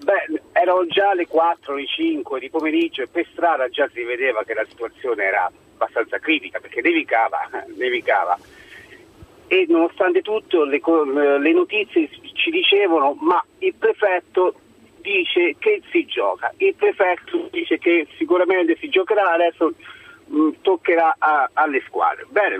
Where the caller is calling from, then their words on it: Marche, Italy; ieri io sono partito dalla provincia di Ascoli Piceno